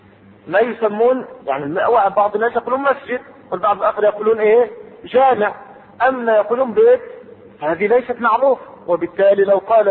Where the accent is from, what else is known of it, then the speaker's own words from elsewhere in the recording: Egypt; العنبر عندنا في مصر يشم ولا يؤكل؟